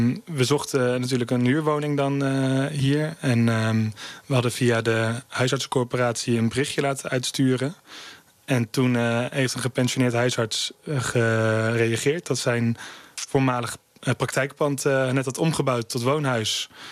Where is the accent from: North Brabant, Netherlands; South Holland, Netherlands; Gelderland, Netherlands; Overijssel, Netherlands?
Overijssel, Netherlands; Kampen; En ik kom zelf uit Kampen, ook een kleine stad.